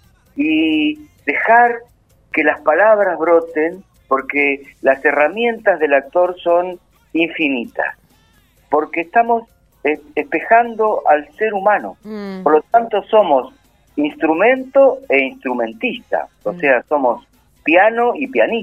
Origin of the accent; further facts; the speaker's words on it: Luján, Buenos Aires Province, Argentina; En Luján. Yo hace unos cuantos años, que es mi pueblo, mi pueblo, Luján, Carlos Ken, mi Macondo